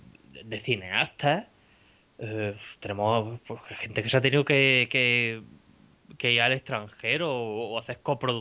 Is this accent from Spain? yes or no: yes; Spain; que todos los que somos españoles ya sabemos de qué va la cosa